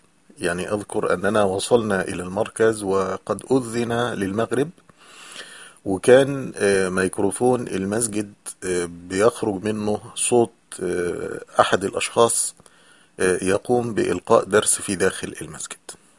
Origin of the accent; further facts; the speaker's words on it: Egypt; مسجد مثل المساجد المعروفة عندنا في مصر